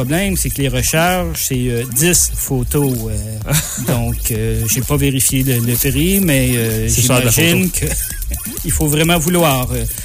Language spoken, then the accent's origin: French; Quebec, Canada; donc c'est pas écrit sur mon visage que je suis Québécois, que je suis Canadien.